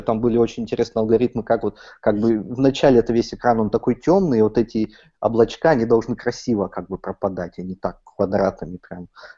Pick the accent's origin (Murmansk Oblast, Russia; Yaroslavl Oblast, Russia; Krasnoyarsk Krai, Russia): Yaroslavl Oblast, Russia; Rybinsk; Мы всегда приезжали в Ярославль, наш областной центр. Я сам из Рыбинска